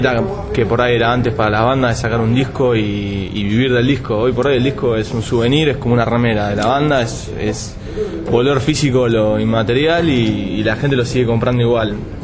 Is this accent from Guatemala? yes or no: no; Temperley, Buenos Aires Province, Argentina; Somos tres hermanos de Temperley, una provincia del sur de la capital.